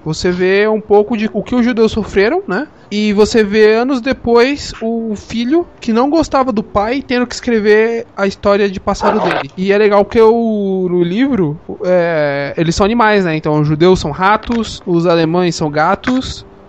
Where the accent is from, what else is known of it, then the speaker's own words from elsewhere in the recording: Sorocaba, São Paulo, Brazil; não, sou de Sorocity.